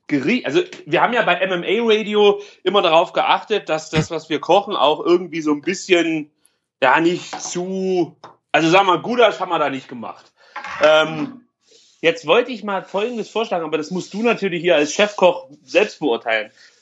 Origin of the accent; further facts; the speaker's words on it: East Germany, Germany; Bei uns in der DDR gab es halt nichts anderes